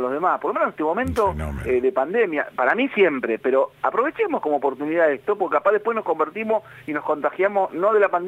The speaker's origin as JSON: {"language": "Spanish", "country": "Argentina", "said": "nosotros tenemos solo tres leyes nacionales en nuestra historia como argentinos."}